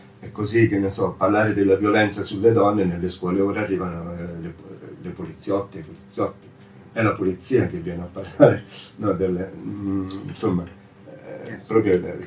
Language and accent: Italian; Varese, Lombardy, Italy; io sono di Varese